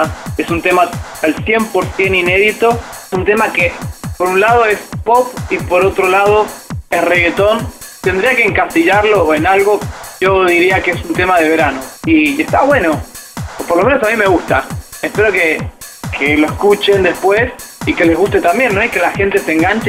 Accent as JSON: {"language": "Spanish", "country": "Argentina", "said": "Después estuve en mi país, en Argentina"}